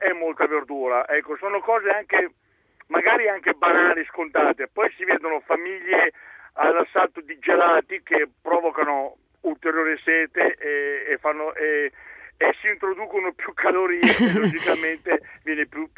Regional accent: Bari, Apulia, Italy; born there; now in Como, Italy; io sono nato a Bari e lì da noi fa molto caldo

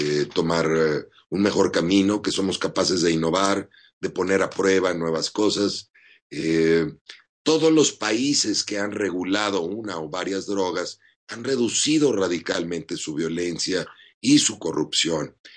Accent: Mexico; No hay manera que como mexicanos pudiéramos pensar que están nuestros hijos mejor protegidos

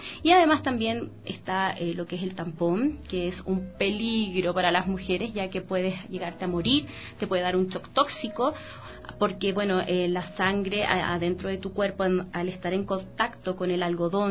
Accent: Chile; now in Ecuador; yo soy de Chile, ¿ya?

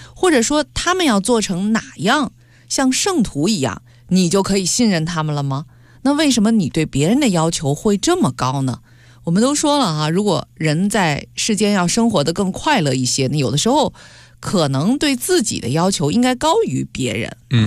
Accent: Beijing, China; 我记得就在北京，因为我是老北京人啊

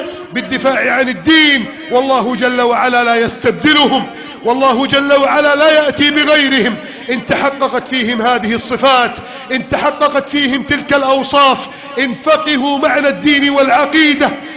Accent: Egypt; يا رب بلدنا مصر نستودعك إياها

